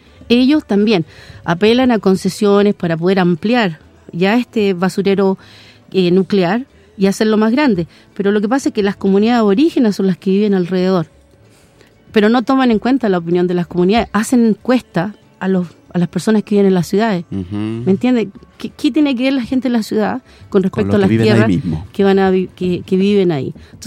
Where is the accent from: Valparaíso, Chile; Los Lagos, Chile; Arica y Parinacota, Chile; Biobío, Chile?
Los Lagos, Chile; yo soy de Chiloé, soy de los huilliche, esa es la, mi gente